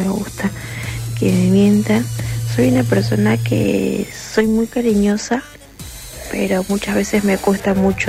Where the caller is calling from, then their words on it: Los Polvorines, Buenos Aires Province, Argentina; de Polvorines.